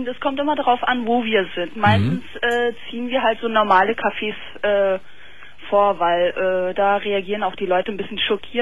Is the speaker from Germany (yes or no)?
no; Turkey; bin ich Türkin und er ist Deutscher